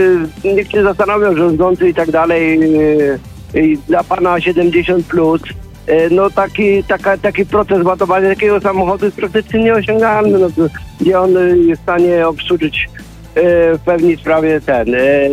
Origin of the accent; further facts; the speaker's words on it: Dębica, Subcarpathian Voivodeship, Poland; Ja pochodzę z Dębicy